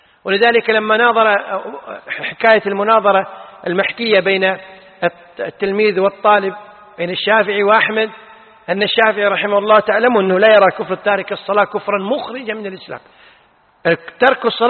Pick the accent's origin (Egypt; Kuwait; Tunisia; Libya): Kuwait; الفتوى عندنا في الكويت أنه لا تجوز